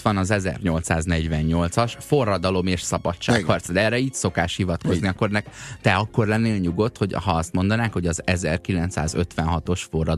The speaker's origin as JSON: {"language": "Hungarian", "country": "Croatia", "said": "Én horvát vagyok."}